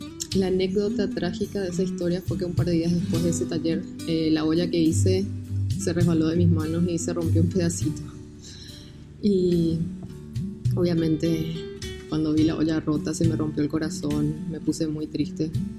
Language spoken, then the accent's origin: Spanish; Asunción, Paraguay; soy alfarera de Asunción, Paraguay.